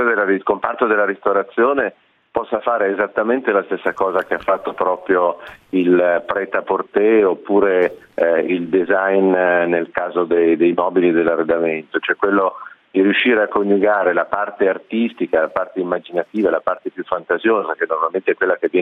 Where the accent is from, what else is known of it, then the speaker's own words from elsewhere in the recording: Apulia, Italy; abitando a Milano da tantissimi anni, ho radici pugliesi, perché la mia famiglia è una famiglia della Puglia, e quindi ogni tanto io ritorno in Puglia